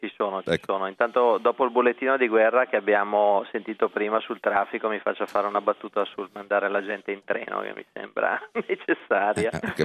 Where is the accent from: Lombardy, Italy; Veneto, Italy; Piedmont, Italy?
Lombardy, Italy; Brescia; visto che io sono bresciano